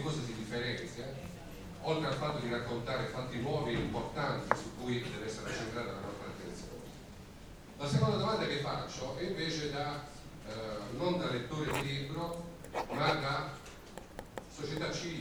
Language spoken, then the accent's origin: Italian; Apulia, Italy; io sono pugliese, forse cercatino, o comunque meridionale.